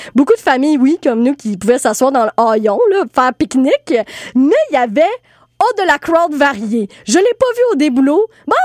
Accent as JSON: {"language": "French", "town": "Trois-Rivières", "region": "Quebec", "country": "Canada", "said": "moi, ça me rappelait ma jeunesse. Parce que à Trois-Rivières, je viens de Trois-Rivières"}